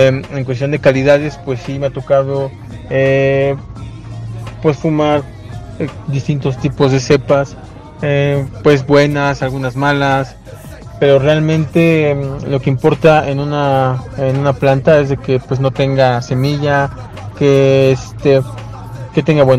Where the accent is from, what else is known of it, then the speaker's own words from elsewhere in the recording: State of Mexico, Mexico; tengo 37 años, soy originario del Estado de México.